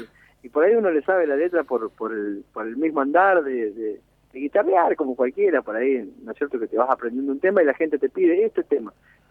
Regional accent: Choele Choel, Río Negro, Argentina; also born or lived in Viedma; now in Darwin, Argentina; cuando tenía unos 4 años, 5, antes de los 5, me vine a Chuele a vivir. Y bueno, viví toda mi juventud en Chuele ahí, mi infancia. Uh-huh. Y bueno, después por las cosas de la vida, me llevaron a Darwin

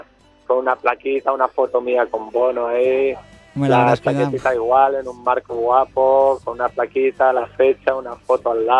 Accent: Barcelona, Catalonia, Spain; Soy de Barcelona

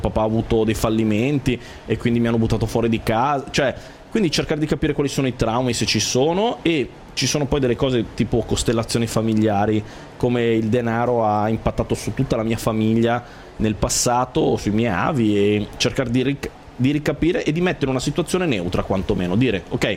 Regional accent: Chiavenna, Lombardy, Italy; born there; io sono nato a Chiavenna, in cima a una montagna, da una famiglia modesta

